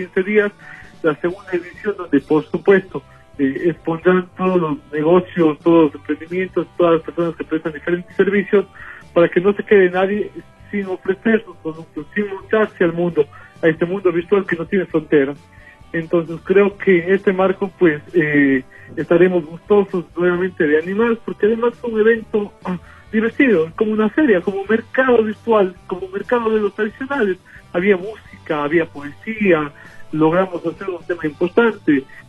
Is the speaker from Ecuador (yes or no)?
yes; Ecuador; now in Spain; lo que somos los ecuatorianos capaces del mundo